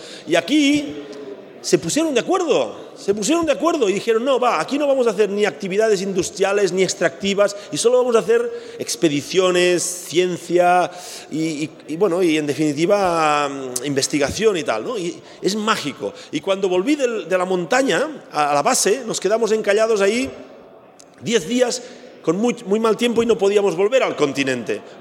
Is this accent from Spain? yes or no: yes; Catalonia, Spain; Ey, que yo soy catalán, me tienes que ajustar un poco el precio